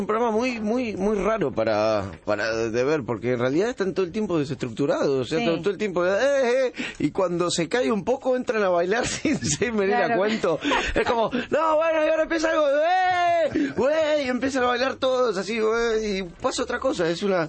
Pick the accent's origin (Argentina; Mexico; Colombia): Argentina; Tandil, Buenos Aires Province; y yo soy de Tandil, entonces le dije